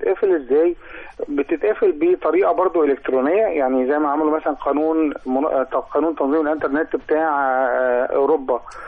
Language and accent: Arabic; Egypt; أنا مجلس الوزراء عندنا في مصر عمل خطوة ممتازة جدا